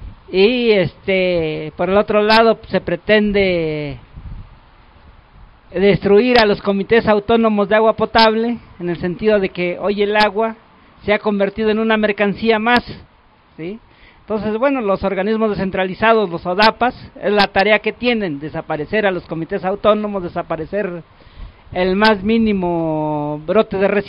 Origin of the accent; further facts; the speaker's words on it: Tecámac, State of Mexico, Mexico; vengo de San Pablo Tecalco, Tecámac, Estado de México